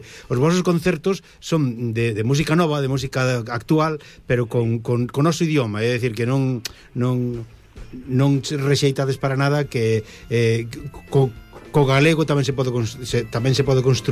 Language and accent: Galician; Ourense, Galicia, Spain; Este grupo é da miña terra.